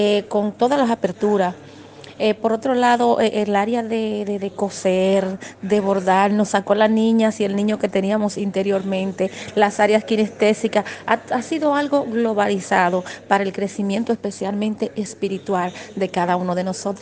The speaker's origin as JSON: {"language": "Spanish", "country": "Dominican Republic", "said": "Soy dominicana, como lo dijiste"}